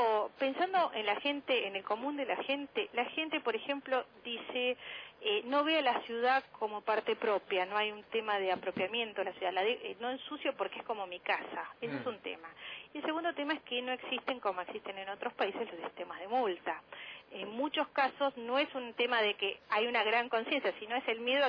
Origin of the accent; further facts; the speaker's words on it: Buenos Aires, Argentina; cada vez vamos a hablar de los que más conocemos, que somos los porteños.